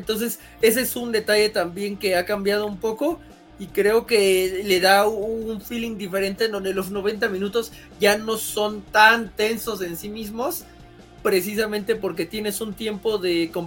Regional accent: Mexico; Supongo que lo decimos como mexicanos

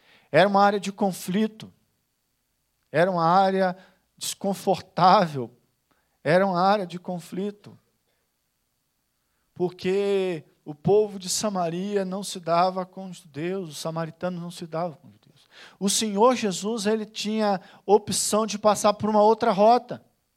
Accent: Rio de Janeiro, Brazil; Quando se fala no Rio de Janeiro, também há lugar de conflito. Quando fala no bairro São Pedro, de onde eu sou, há lugar de conflito.

